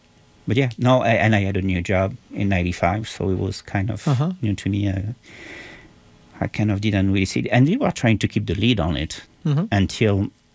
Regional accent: Paris, Île-de-France, France; now in United States; I was already gone from France and from Paris.

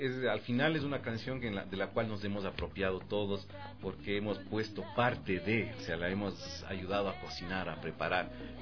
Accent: Ecuador; es una manera de reconocernos como ecuatorianos, verdaderos ecuatorianos

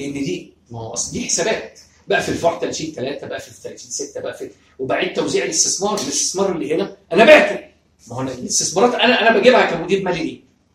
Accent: Egypt; واحنا عندنا في مصر سياسه حلوه جدا

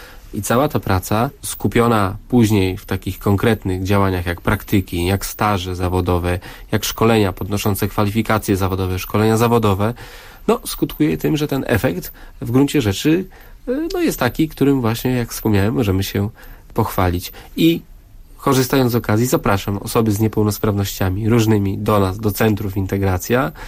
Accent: Ciechanów, Masovian Voivodeship, Poland; Sam jestem z Ciechanowa, z miasta, w którym się urodziłem, skończyłem szkołę

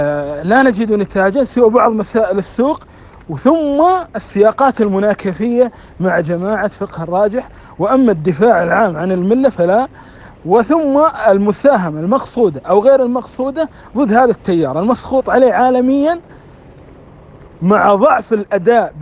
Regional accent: Yemen; من الحكمة عندنا في اليمن أن

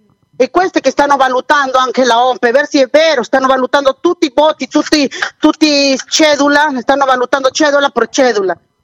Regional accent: Peru; Italian is a second language; No, il mio paese già è un Venezuela, perché lei vede solo Lima, non è il Perù, non è solo Lima, il Perù deve andare nell'interiore

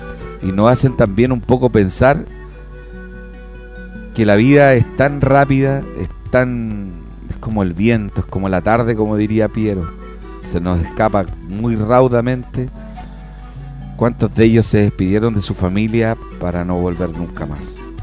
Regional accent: Chile; Somos sudamericanos, somos un continente de paz, de armonía, y nosotros como chilenos nos acongoja todo lo acontecido.

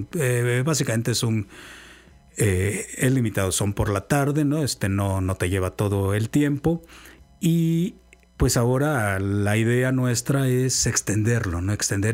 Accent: Cardel, Veracruz, Mexico; born there; also born or lived in Sonora / Baja California; now in Xalapa, Mexico; yo soy muy vecino, soy de Cardel, entonces nunca viví en el estado realmente, vivimos en el norte, en Sonora, en Baja California, mucho tiempo, pero ahora que ya estoy por acá

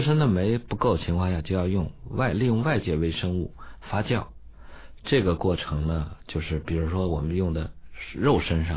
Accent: China; 我们中国人伟大发明了豆腐

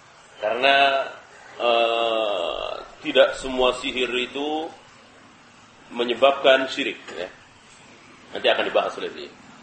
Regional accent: Java, Indonesia; Segala apa kita orang Jawa sendiri nggak tahu

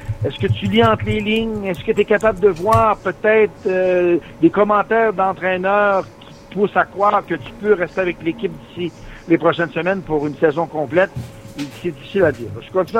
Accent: Belleville Station, Quebec, Canada; now in Calgary, Canada; moi, je suis originaire de Belleville Station, mais ma souche des … si on veut, c'est une souche plus du Saguenay qui est finalement déménagée au lac Saint-Jean pour avoir des terres dans le rang Saint-Pierre à Belleville Station.

